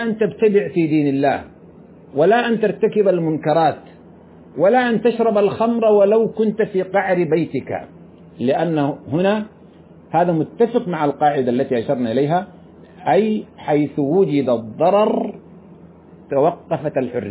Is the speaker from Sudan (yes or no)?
yes; Sudan; كما يفعل بعض الناس عندنا في السودان،